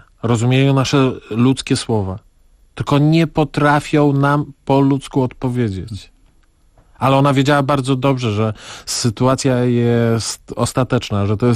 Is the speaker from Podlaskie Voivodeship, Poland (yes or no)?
yes; Podlaskie Voivodeship, Poland; No ja jestem z Podlasia, a ta tkliwość jest szczególna